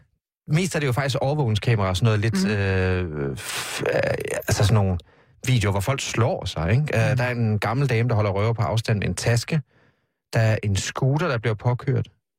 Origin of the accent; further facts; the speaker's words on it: Vamdrup, Region of Southern Denmark, Denmark; now in Copenhagen, Denmark; jeg er så fra Kolding, det er ikke så langt fra Vejle, for noget, der hedder Vamdrup. Og jeg kom også herover